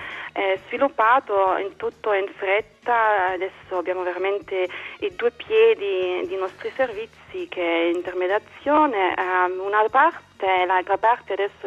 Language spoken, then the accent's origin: Italian; Berlin, Germany; Italian is a second language; Sì, sono berlinese, sono nata qui a Ovest.